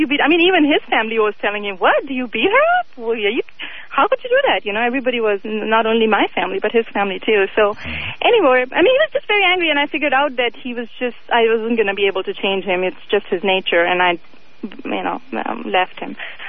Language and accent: English; India; I'm from India, and my ex-husband was from India.